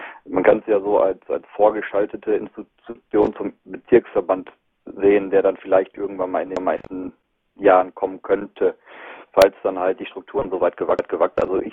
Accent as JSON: {"language": "German", "region": "North Rhine-Westphalia", "country": "Germany", "said": "Ich meine, ich bin aus dem Regierungsbezirk Arnsberg, Märkischer Kreis."}